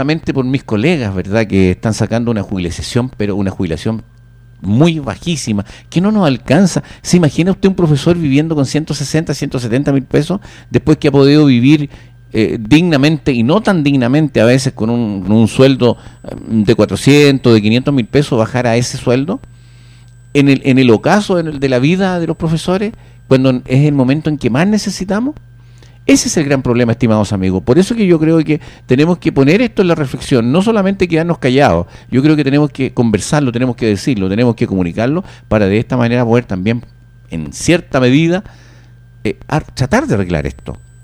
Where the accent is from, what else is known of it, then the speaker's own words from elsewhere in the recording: Pirque, Santiago Metropolitan, Chile; No, yo soy de Pirque, pero trabajo en Puente Alto.